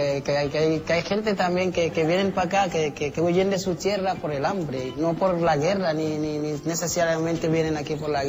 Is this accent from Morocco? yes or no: no; Jerez de la Frontera, Andalusia, Spain; Aunque mi Jerez es lo más grande también, ¿no? Jerez, tú sabes, la bahía nuestra es única, ¿no? Somos la sal de España. Y Andalucía más, ¿no?